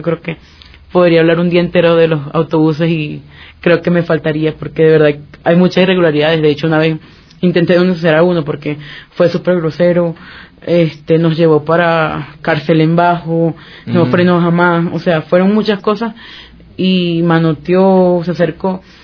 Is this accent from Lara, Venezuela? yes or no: yes; Barquisimeto, Lara, Venezuela; now in Quito, Ecuador; No, Barquisimeto es una ciudad bastante tranquila.